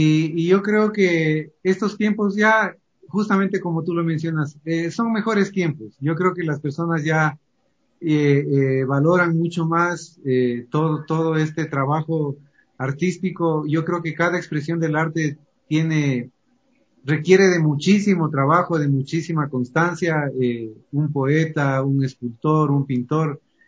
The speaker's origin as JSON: {"language": "Spanish", "country": "Ecuador", "said": "siempre tratando de con orgullo decir, soy ecuatoriano y qué lindo este pasillo"}